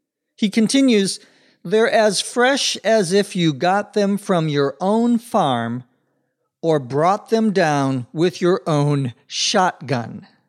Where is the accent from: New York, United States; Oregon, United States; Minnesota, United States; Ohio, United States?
Minnesota, United States; Where I grew up in Minnesota, lots of people are into or interested in hunting.